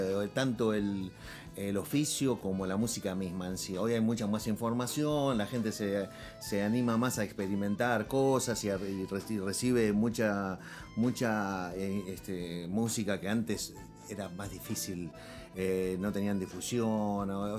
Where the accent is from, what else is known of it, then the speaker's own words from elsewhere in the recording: Argentina; Somos así los argentinos también, ¿no?